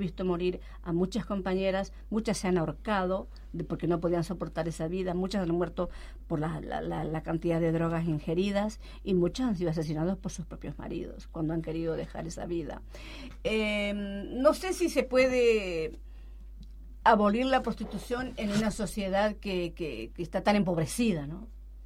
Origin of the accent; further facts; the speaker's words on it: Argentina; Si nosotras, que somos argentinas, hacemos eso